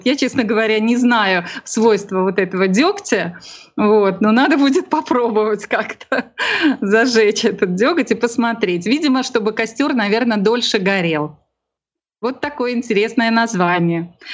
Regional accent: Pskov Oblast, Russia; born there; Я родилась в Псковской области на севере, да, и у нас там тоже отмечали День Купала

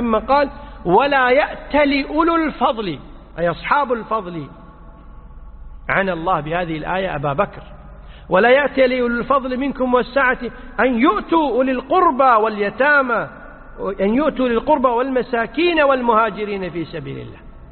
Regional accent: Kuwait; مثل عندنا في الكويت أحيانا في العشر الأواخر

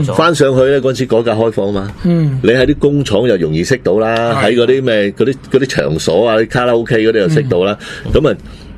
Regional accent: Hong Kong; 即系唔好讲我哋香港人同佢哋仲大镬啦

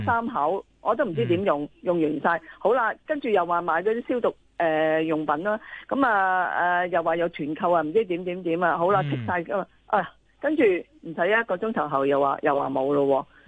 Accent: Hong Kong

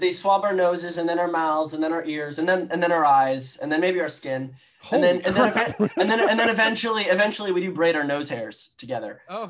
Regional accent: Manhattan, New York, United States; I'm from Manhattan, born and raised.

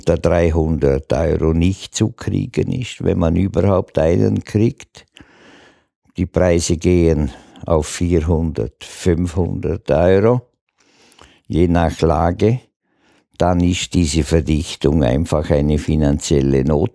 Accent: Dornbirn, Vorarlberg, Austria; born there; Ich bin kein Schwarzacher, ich bin in Dornbirn geboren. Der Dornbirner ist ein eigener Menschenschlag.

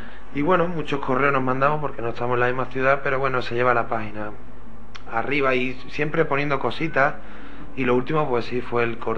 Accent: Jerez de la Frontera, Andalusia, Spain; Soy de Jerez, pero no tengo el arte para tocar bulería.

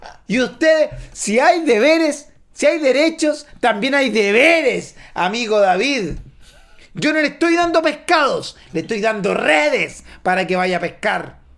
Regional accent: Chile; como chileno que soy, chileno nacido y criado en Chile, que nuestro país debe darle mar a Bolivia.

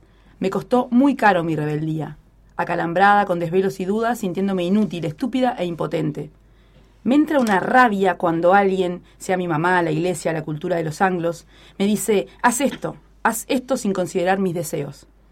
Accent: Maldonado, Uruguay; yo soy de Maldonado, ya lo saben por otras anécdotas.

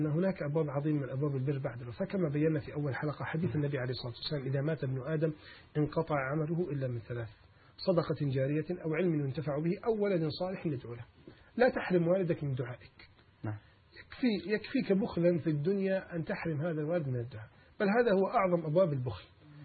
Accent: Alexandria, Alexandria Governorate, Egypt; قد يكون مشهور عندنا في الإسكندرية

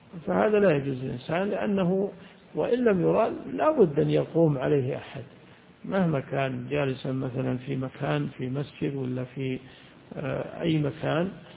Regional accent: Najd, Saudi Arabia; يعني بعض الناس إلى عهد قريب عندنا في نجد يدخلون دورات المياه

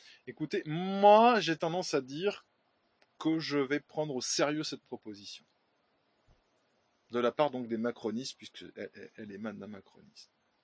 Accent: France; Oui, nous français ne sommes plus chez nous en France.

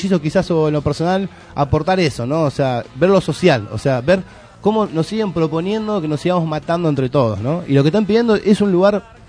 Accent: Argentina; que yo nací acá en Argentina, viví acá

